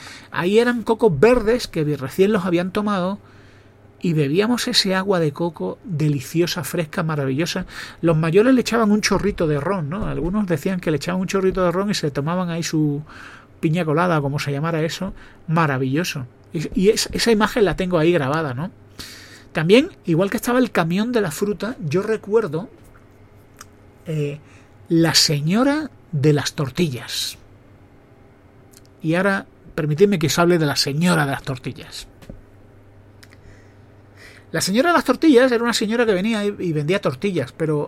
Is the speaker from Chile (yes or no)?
no; Mexico; moved away; Sueño con volver a México, ¿no? Nosotros nos fuimos de México cuando empezó un problema de inseguridad. Y tuvimos que ir por un tema de seguridad.